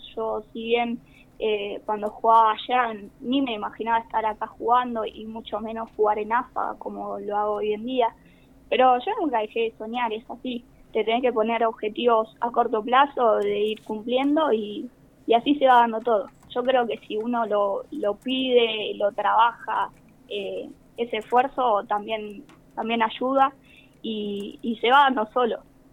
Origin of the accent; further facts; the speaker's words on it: Maipú, Buenos Aires Province, Argentina; moved away as an adult; now in Mar del Plata, Argentina; Yo llegué acá a Mar del Plata en el año 2019. Venía de Maipú. Siempre tenés que salir del pueblo para estudiar una carrera, porque en el pueblo hay muy pocas.